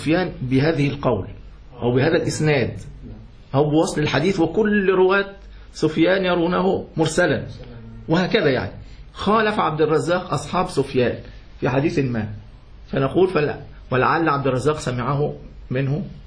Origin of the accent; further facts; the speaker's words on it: Yemen; لكن في اليمن، أنا من اليمن خلاص